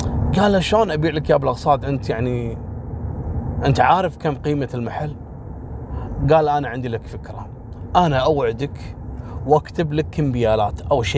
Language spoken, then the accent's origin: Arabic; Kuwait; وهو غالي ومعروف عندنا في الكويت